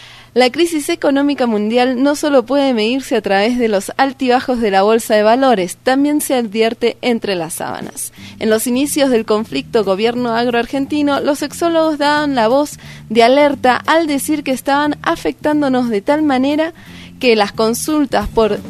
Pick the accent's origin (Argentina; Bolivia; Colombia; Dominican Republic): Argentina; No, estos son británicos, yo soy argentina.